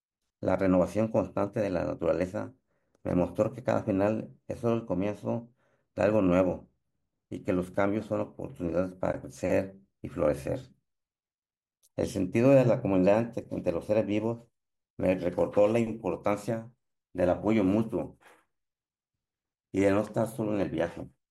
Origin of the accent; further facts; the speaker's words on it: Tepic, Nayarit, Mexico; Hoy estoy hablando con ustedes desde mi tierra, la ciudad de Tepic, Nayarit, México